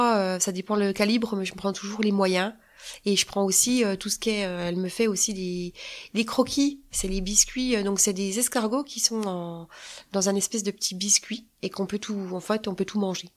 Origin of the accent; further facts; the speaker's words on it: Bourgogne-Franche-Comté, France; born there; accent: Franche-Comté; Bah oui, déjà mon accent. Et puis voilà, ça représente la région d'où je suis née, quoi, la Franche-Comté.